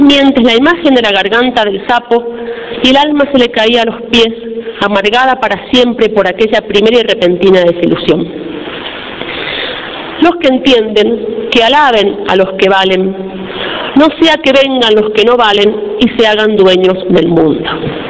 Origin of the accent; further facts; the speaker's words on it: Argentina; Para nosotros como argentinos es un profeta para la Argentina.